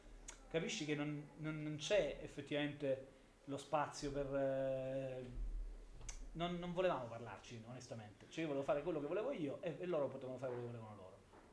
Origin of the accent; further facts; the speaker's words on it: Apulia, Italy; Però io in realtà devo dirla proprio tutta, da pugliese sto molto attento anche nei confronti del turismo